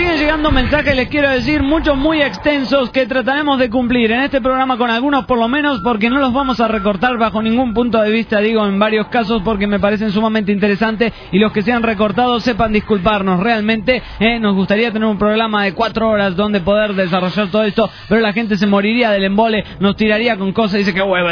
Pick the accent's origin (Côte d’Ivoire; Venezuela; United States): Venezuela; bueno, como venezolana que soy, quiero que este año venidero nos traiga cosas buenas para todos. Una de las cosas más importantes es que se solucionen los problemas en mi país